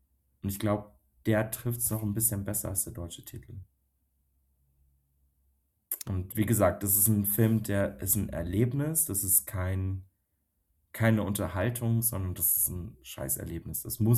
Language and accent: German; Bavaria, Germany; ab einem gewissen Punkt bei mir hat es geschnackelt, sagt man bei uns in Bayern so.